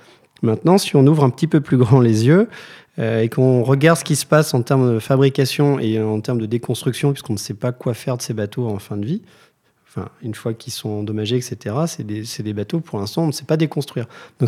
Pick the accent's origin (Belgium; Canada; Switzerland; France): France; Lorient, Brittany; parce que j'ai grandi à Lorient.